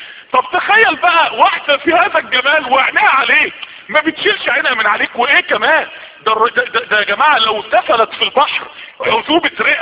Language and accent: Arabic; Mansoura, Dakahlia, Egypt; ما يعرفوش ان انا من المنصورة